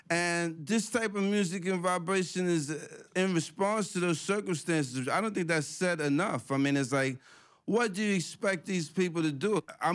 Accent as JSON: {"language": "English", "region": "New York", "country": "United States", "tie": "born or raised there", "said": "when we was growing up in New York, crack era"}